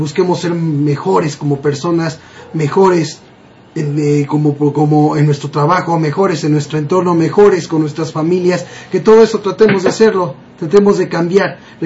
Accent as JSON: {"language": "Spanish", "country": "Mexico", "said": "sabe cómo somos los mexicanos"}